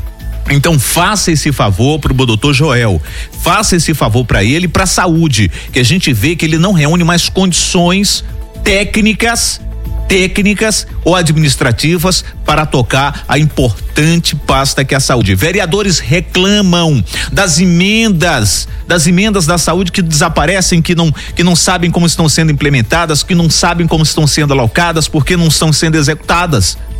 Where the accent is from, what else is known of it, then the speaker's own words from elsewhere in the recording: São Luís, Maranhão, Brazil; Eu como Ludovicense, espero que dê certo